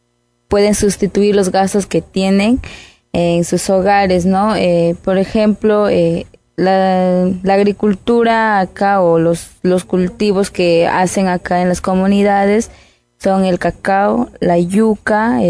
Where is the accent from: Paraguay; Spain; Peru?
Peru; Santa María de Nieva, Amazonas; tengo 22 años, soy de acá de Santa María de Nieva.